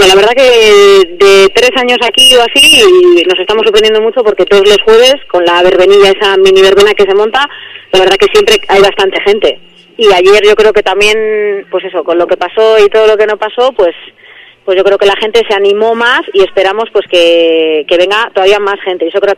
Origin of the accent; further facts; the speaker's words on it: Barakaldo, Basque Country, Spain; soy del barrio de Bagatza